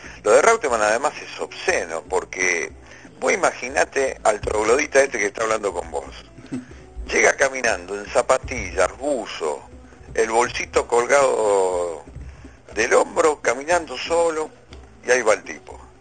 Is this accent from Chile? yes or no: no; Santa Fe, Argentina; de donde vengo, de Vera, que era el departamento, casi te diría la base de sustentación de la forestal en su momento.